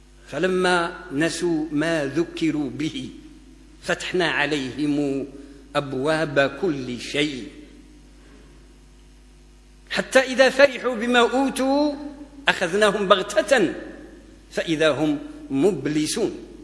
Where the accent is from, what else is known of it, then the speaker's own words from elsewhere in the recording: Morocco; يعني احنا مغاربة وكثير من الناس يقولوا الله يفتح عليك